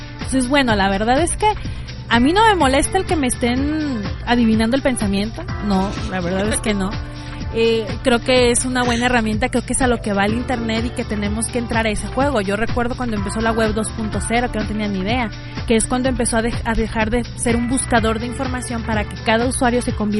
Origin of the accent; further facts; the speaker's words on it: Arandas, Jalisco, Mexico; era en Arandas, yo soy de Arandas